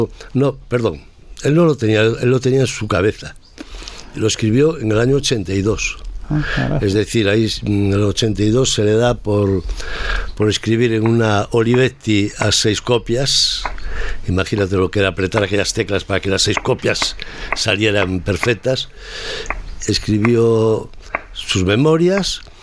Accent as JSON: {"language": "Spanish", "town": "Redondela", "region": "Galicia", "country": "Spain", "tie": "born or raised there", "said": "Yo nací en Redondela precisamente por culpa de la isla de San Simón."}